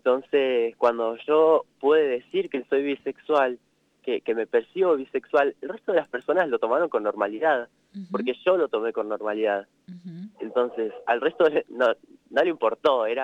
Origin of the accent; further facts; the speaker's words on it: General Pico, La Pampa, Argentina; born there; Sí, yo nací acá en General Pico